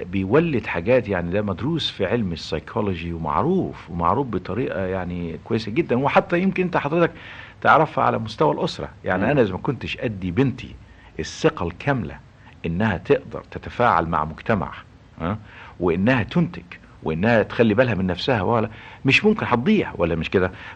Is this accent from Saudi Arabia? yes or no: no; Egypt; moved away as an adult; كواحد مصري اصيل من هذه البلد بس عايش في الخارج مثلا وبيجي بيشوف بلده دي.